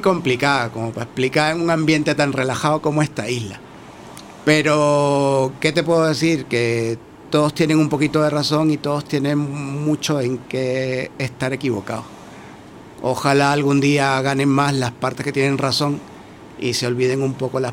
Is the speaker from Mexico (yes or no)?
no; Vargas, Venezuela; also born or lived in Caracas; Ahí crecí yo, entonces yo sí nací en Caracas, pero de donde me crié es ahí en el estado Vargas, frente al mar Caribe.